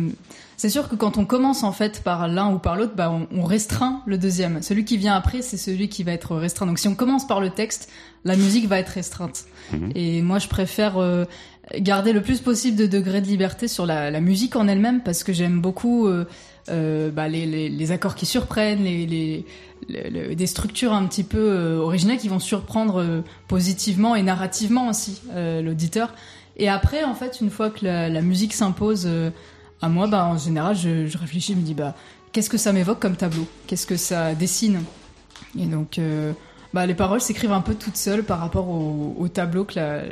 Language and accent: French; Orléans, Centre-Val de Loire, France; je suis originaire de base d'Orléans.